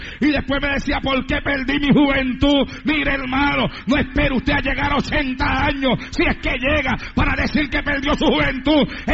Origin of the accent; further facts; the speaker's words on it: Santa Isabel, Puerto Rico; allá en mi pueblo, en Santa Isabel, con la iglesia que yo pastoreaba allá en Puerto Rico.